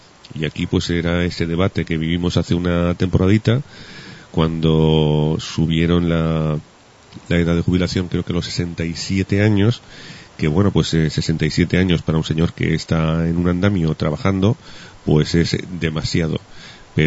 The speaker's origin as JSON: {"language": "Spanish", "country": "Spain", "said": "Y tal como somos los españoles, pues no sería el único caso, creo yo."}